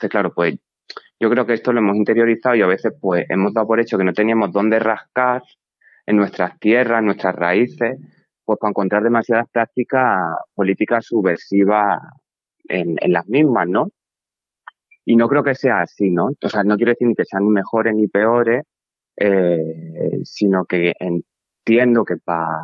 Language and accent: Spanish; Extremadura, Spain; quienes procedemos así de territorios periféricos, yo soy de Extremadura, y bueno, para mí Extremadura y Andalucía son pues, bastante primas hermanas